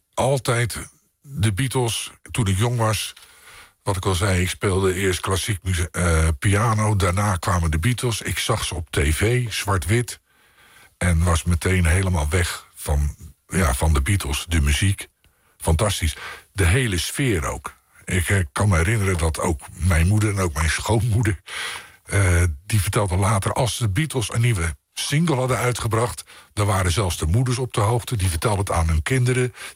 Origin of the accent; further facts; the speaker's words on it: Rotterdam, South Holland, Netherlands; zeker als Rotterdammer, een geweldige stad.